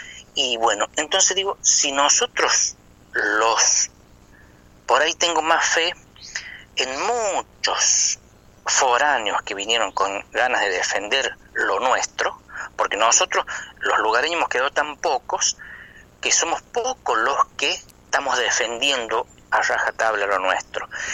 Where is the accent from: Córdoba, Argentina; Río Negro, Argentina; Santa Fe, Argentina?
Córdoba, Argentina; accent: chuncano; los lugareños, ya no queremos hablar chuncano, ya parece que nos da vergüenza hablar, tener nuestra tonada, defender nuestra tonada.